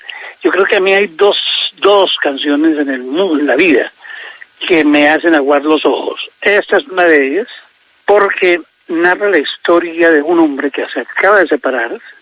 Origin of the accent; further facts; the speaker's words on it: Bogotá, Colombia; also born or lived in Mesitas del Colegio; donde mis papás vivieron, donde nacimos los primeros 5 hijos. Solo que al nacer yo, a los poquitos meses de nacer, la familia se vino para Bogotá.